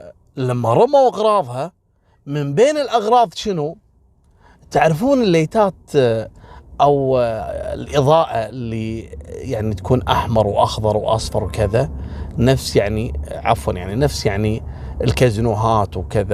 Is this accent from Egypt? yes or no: no; Kuwait; هذا الغزو دمر الدنيا عندنا في الكويت في ملفات القضايا